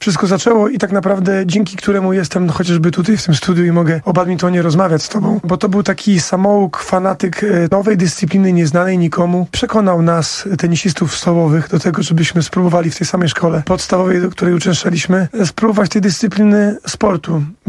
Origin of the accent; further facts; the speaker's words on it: Płock, Masovian Voivodeship, Poland; ja zaczynałem od tenisa stołowego w mojej rodzinnej miejscowości w Płocku